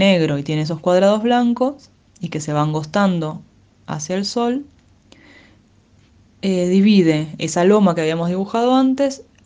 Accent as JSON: {"language": "Spanish", "town": "Lanús", "region": "Buenos Aires Province", "country": "Argentina", "tie": "born or raised there", "said": "Estoy aquí para contarles cómo es la bandera de mi ciudad, la ciudad de Lanús, en la cual nací en 1986. En realidad, para ser honesta, no nací en Lanús"}